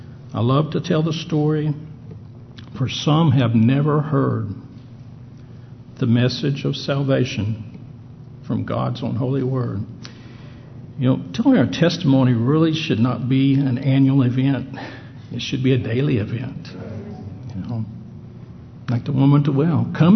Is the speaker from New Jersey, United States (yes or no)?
no; Heber Springs, Arkansas, United States; Well, I was raised down in Central Arkansas, Heber Springs, just outside Heber Springs on a farm.